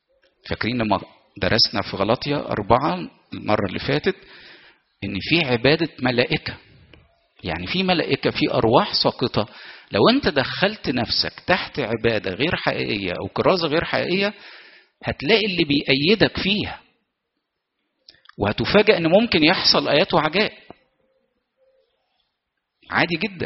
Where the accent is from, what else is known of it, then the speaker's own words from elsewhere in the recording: Egypt; وإحنا شعب مصري متدين بطبع.